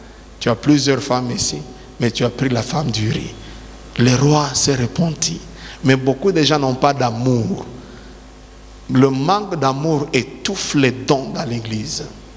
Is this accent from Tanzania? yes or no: yes; Tanzania; ça s'est fait là chez nous en Tanzanie.